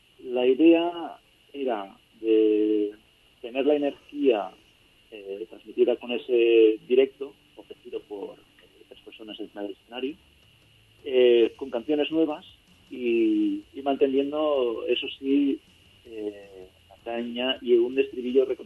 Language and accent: Spanish; Catalonia, Spain; De una forma natural, a ver, somos catalanes.